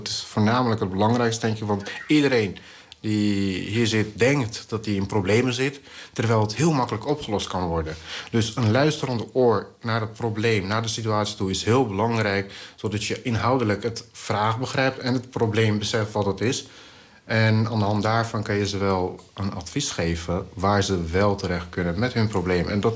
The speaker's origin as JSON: {"language": "Dutch", "country": "Bulgaria", "second_language": "Dutch", "said": "En toen dacht ik van, oh, dat is niet een prettig land om te zijn. Als Bulgaar zijn."}